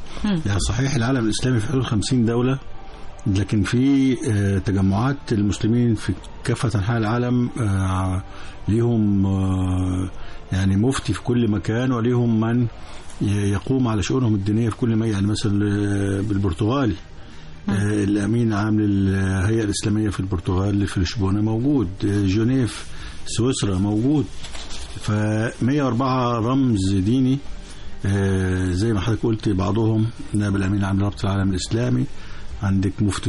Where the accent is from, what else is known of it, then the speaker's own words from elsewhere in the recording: Egypt; خصوصا أنه إحنا كمان عندنا في مصر طورنا دار الإفتاء تطور كبير جدا